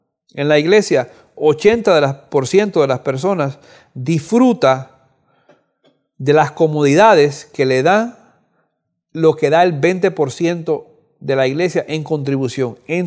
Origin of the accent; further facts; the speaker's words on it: Cuba; Yo soy de Cuba